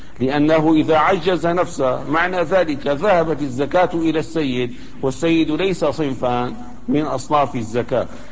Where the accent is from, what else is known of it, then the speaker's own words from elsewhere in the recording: Damascus, Damascus Governorate, Syria; مثلا عندنا في دمشق الآن موجود هذا البلوك الإسمنتي أو الفخاري